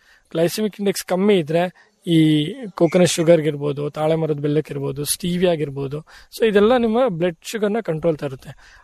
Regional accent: Kargunda, Karnataka, India; So ನಮ್ಮೂರಲ್ಲೇ ಒಂದ್ ಏನೋ ಮಾಡ್ಬೇಕು ನನ್ಗೆ ಅಂತ ಒಂದು ಆಸೆ ಇತ್ತಲ್ಲ.

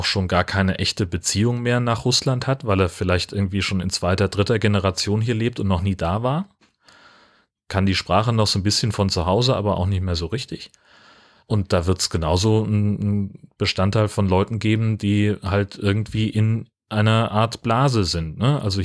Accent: Hesse, Germany; ich bin auf dem Dorf groß geworden in Hessen. Meine Eltern sind da auch nach 40 Jahren immer noch die Zugezogenen.

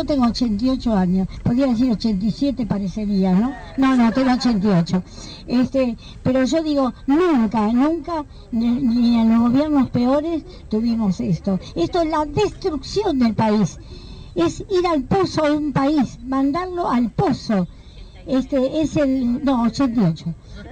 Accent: Argentina; esto es la indignación y la vergüenza como argentina

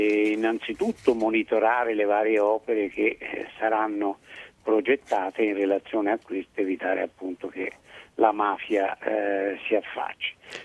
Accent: Lombardy, Italy; come italiani e come lombardi

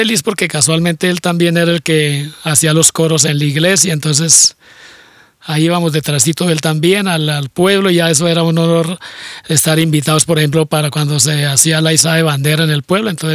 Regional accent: Gambita, Santander, Colombia; más posibilidad de lo que no tenía allá en mi pueblo, en Gambita, porque allá lo que no tenía eran los instrumentos.

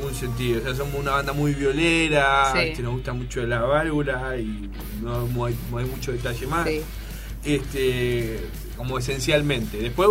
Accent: Temperley, Buenos Aires Province, Argentina; Sí, yo soy de Temperley

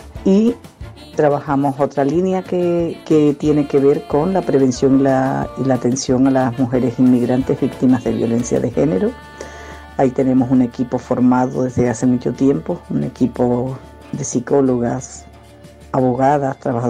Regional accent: Colombia; now in Valencia, Spain; colombiana, 20 años viviendo en Valencia, psicóloga

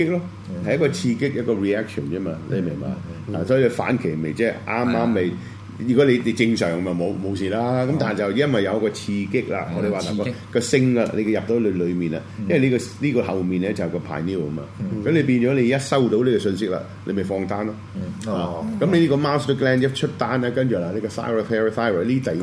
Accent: China; 我中國人嘅，我只能夠睇翻中國人嘅文化。

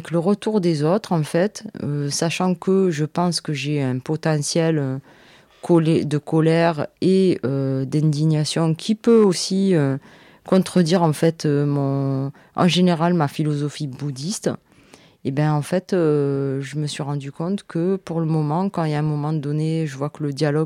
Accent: Marseille, Provence-Alpes-Côte d'Azur, France; je suis née à Marseille. Je suis née à Marseille, j'ai 47 ans. J'ai vécu plein d'époques de Marseille. Et voilà, je suis d'immigrée.

